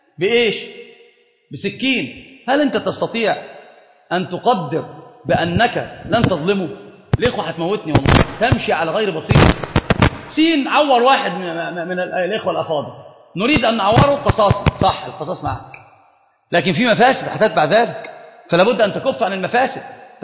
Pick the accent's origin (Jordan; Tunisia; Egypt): Egypt; Upper Egypt; فأنا صعيدي، والله صعيدي، أنا صعيدي